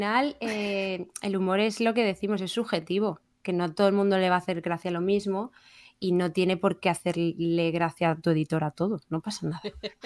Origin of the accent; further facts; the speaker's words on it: Region of Murcia, Spain; como soy de Murcia, pues esto me va a la ventaja.